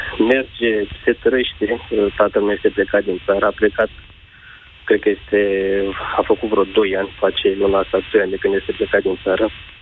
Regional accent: Craiova, Dolj, Romania; Sunt din Craiova.

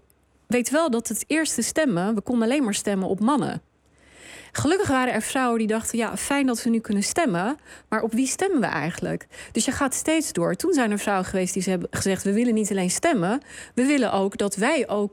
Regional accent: Rotterdam, South Holland, Netherlands; Oké, ik ben opgegroeid in Rotterdam, dus daar beginnen we.

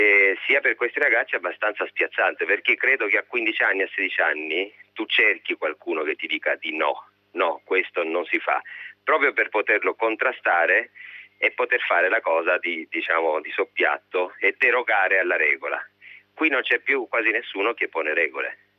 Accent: Apulia, Italy; ho scelto di usare la mia lingua e di portare ciò che la mia terra mi ha dato, essendoci vissuto.

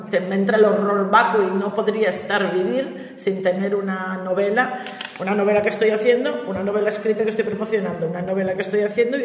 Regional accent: Gijón, Asturias, Spain; para los que somos de Gijón

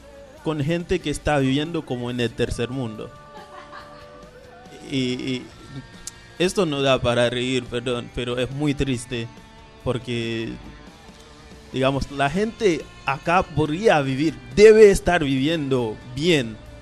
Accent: Haiti; Spanish is a second language; las cosas que pasan en mi país. La pelea es igual. Ahí es un país hermoso, Haití

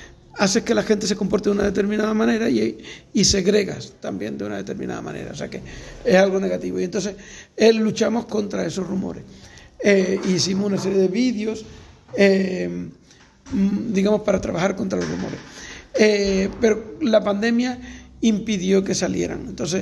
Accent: Andalusia, Spain; born there; also born or lived in Nicaragua; durante un tiempo tuve la doble nacionalidad. Yo he nacido aquí y de alguna manera soy español, ¿vale? Porque he nacido aquí.

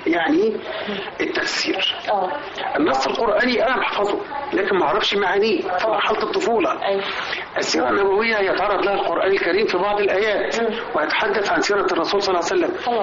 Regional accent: Egypt; لأنه ما فيناش حد كمصريين ما تأثرش بالراديو وما تأثرش بالإذاعة

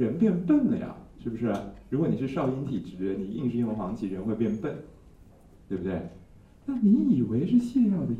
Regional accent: Taiwan; 哎呦，果然我们台湾人喜欢吃垃圾，我们台湾人人人都吃过，是不是？

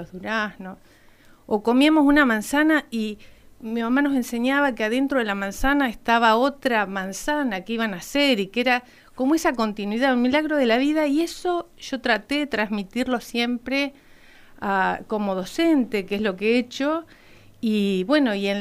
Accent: Villa Regina, Río Negro, Argentina; born there; yo nací en el Valle de Río Negro, uh-huh, en Villa Regina.

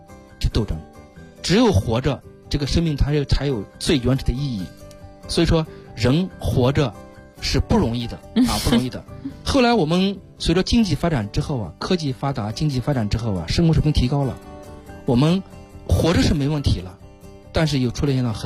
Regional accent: China

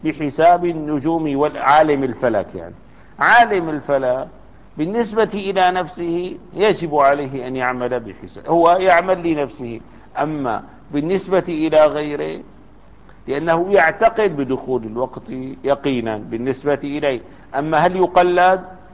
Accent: Damascus, Damascus Governorate, Syria; يعني في دمشق خاصة كبلدة في بلدتنا

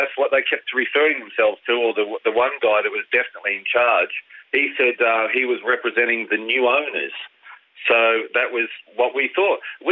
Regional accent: Australia; Well, I'm Australian, but I'm still a British seafarer.

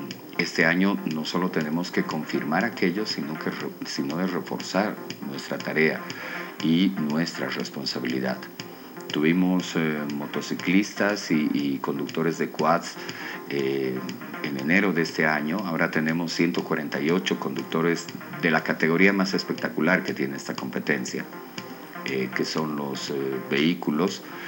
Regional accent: La Paz, Bolivia; para sentirnos efectivamente orgullosos como paseños, pero más orgullosos como bolivianos.

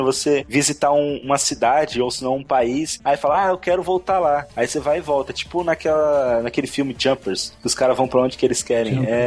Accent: São Paulo, Brazil; Eu sou paulista, mano, eu tenho que trabalhar.

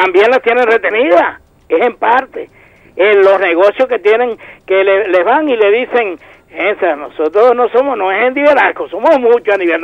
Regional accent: Venezuela; mi pueblo venezolano

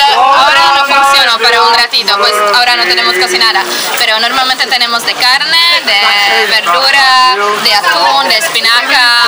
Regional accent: Prague, Czechia; Spanish is a second language; moved away; Bueno, yo soy de Praga, soy estudiante.

